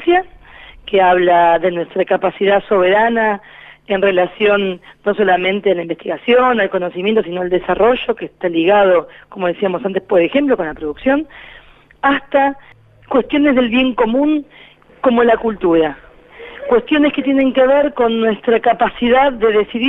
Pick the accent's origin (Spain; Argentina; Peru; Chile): Argentina; somos el pueblo argentino en su totalidad